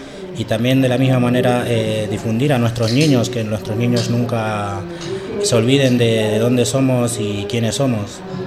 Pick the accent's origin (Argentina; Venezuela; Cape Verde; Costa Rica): Argentina; now in Madrid, Spain; yo soy argentino, mis padres son bolivianos